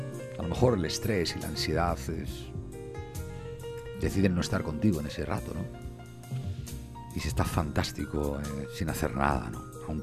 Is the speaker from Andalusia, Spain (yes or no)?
no; Santander, Cantabria, Spain; Yo soy de Santander. Hay veces que en determinados países yo a la gente le digo que soy de la ciudad que se llama como el banco.